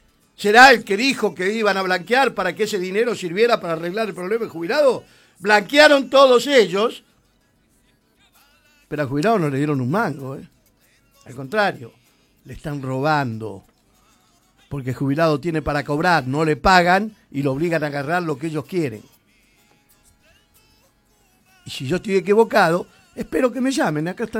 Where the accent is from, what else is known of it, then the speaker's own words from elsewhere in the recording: Argentina; ¿O creen que somos estúpidos los argentinos?